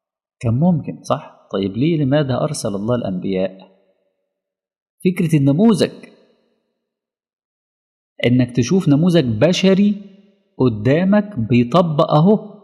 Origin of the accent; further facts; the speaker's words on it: Alexandria, Alexandria Governorate, Egypt; يعني في أولاد كتير جدا مثلا في مدينتي في الأسكندرية